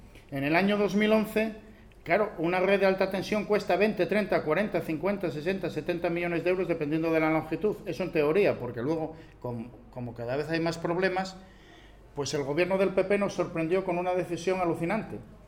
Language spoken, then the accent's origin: Spanish; Asturias, Spain; Hará unos 20 y pico años yo soy del Nalón, yo subía a Tarna